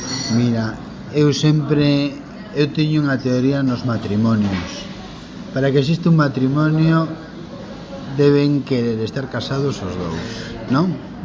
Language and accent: Galician; Galicia, Spain; E digo, sí, son galego.